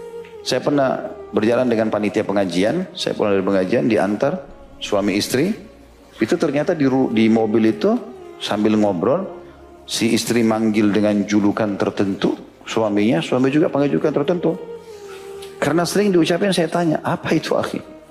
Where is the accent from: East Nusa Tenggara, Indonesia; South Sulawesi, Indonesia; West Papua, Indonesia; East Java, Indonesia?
South Sulawesi, Indonesia; Makassar; karena kebetulan juga saya dari Makassar gitu kan. Tapi ada tradisi kami di Makassar